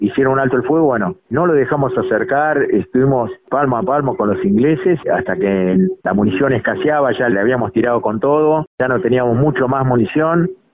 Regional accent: Argentina

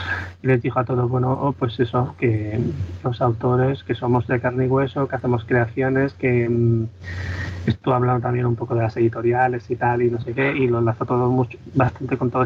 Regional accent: Sabadell, Catalonia, Spain; Yo soy de Sabadell

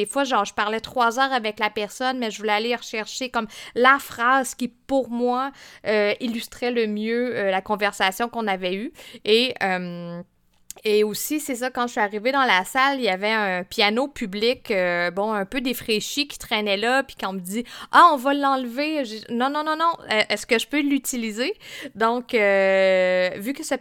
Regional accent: Fermont, Quebec, Canada; je viens de la Côte-Nord, mais pas du coin ouest que j'ai investigué pour ce projet. T'sais, à la base, je viens de Fermont

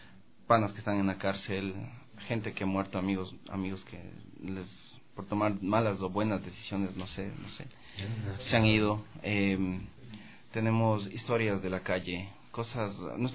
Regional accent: Quito, Pichincha, Ecuador; nosotros somos un colectivo que venimos del sur de Quito, de la Argelia. Argelia y el barrio, la Argelia Alta y Aída León.

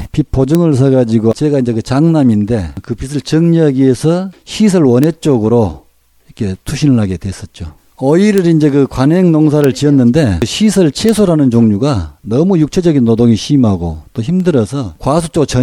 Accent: Goheung, South Jeolla, South Korea; 저는 전남 고흥에서 태어나서 단 한 번도 주소지로 옮겨본 도 없고

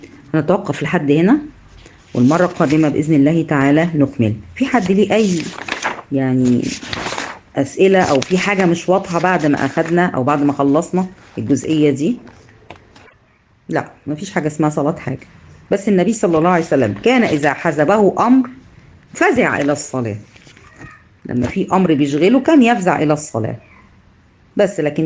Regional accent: Egypt; هنا عندنا في مصر الاذان مش منضبط

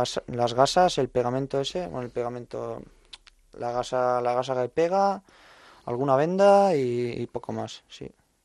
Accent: Navarre, Spain; Euskal Herria en mi caso, que yo soy navarro, pues que me considero vasco también.

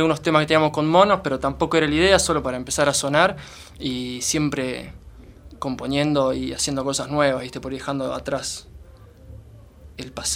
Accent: Venado Tuerto, Santa Fe, Argentina; now in La Plata, Argentina; somos de Venado Tuerto, nos vinimos a vivir acá a La Plata

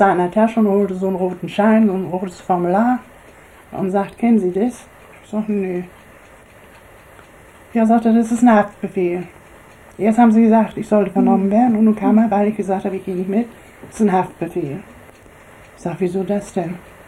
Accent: Warnow, Mecklenburg-Vorpommern, Germany; born there; Bin am 13.06.18 geboren. In Warnow, Kreis Güstrow.

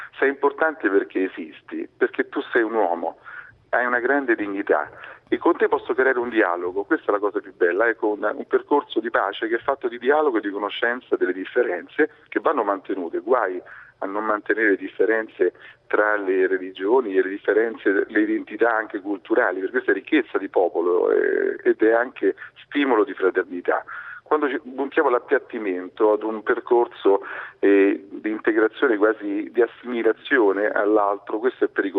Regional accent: Rome, Lazio, Italy; now in Genoa, Italy; io sono di Roma, adesso sono da poco tempo qui a Genova

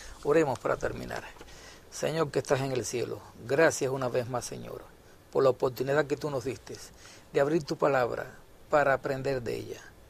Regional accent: Cuba; Allá en mi país, en Cuba, en aquel entonces

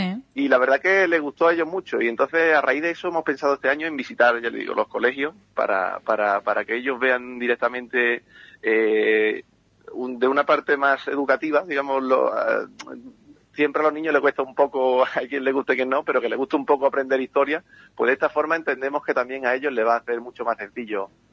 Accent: Ubrique, Andalusia, Spain; aunque seamos romanos de Ubrique, no nos gusta encauzarnos en ningún sitio, aunque siempre llevamos Ubrique por bandera, porque somos de Ocuri, somos gitanos, claro.

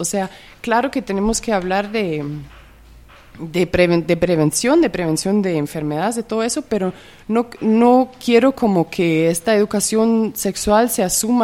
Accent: Germany; y también mucho en el contexto alemán de donde vengo

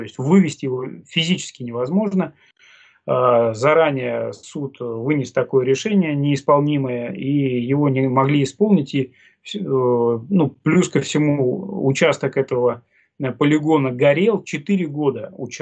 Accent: Oryol, Oryol Oblast, Russia; мы развивали такое сообщество у себя в родном городе, в городе Орле, и отстаивали экологические вопросы своего родного региона

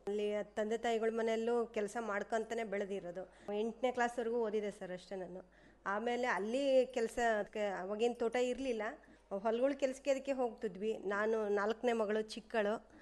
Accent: Guddahalli, Karnataka, India; ನಮ್ಮದು ಇದು ಗುಡ್ಡಳ್ಳಿನೇ ಸರ್, ಪಕ್ಕದ ಮನೆಯಲ್ಲೇ ಆಗಿರೋದು.

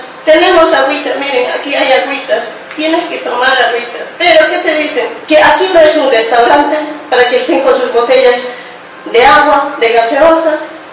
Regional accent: Bolivia; soy inmigrante boliviana.

